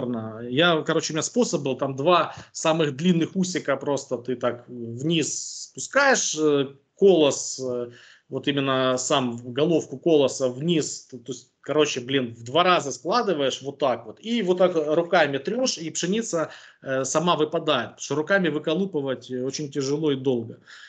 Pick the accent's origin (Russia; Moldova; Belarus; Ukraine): Ukraine; Я говорю, да мне пофиг, говорю, я с Украины.